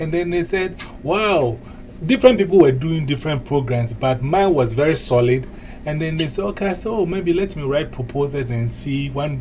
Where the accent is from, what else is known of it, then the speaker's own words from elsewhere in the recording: Ghana; I'm from Ghana, West Africa.